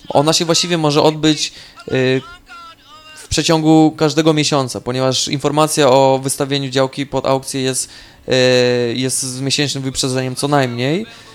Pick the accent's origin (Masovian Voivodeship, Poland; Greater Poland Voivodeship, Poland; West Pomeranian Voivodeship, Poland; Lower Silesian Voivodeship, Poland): Greater Poland Voivodeship, Poland; Poznań; z Poznania, przyjechałem wczoraj do Amsterdamu, jestem związany z rozbratem, mieszkam tam i realizuję różne projekty tam się dziejące, jestem kilka dni w odwiedzinach.